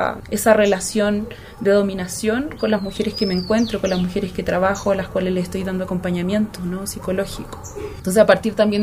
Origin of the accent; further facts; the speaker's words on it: Chillán, Ñuble, Chile; soy chilena de nacimiento, chillaneja, siento que me representa un poco más cuando digo que soy chillaneja. Tengo 28 años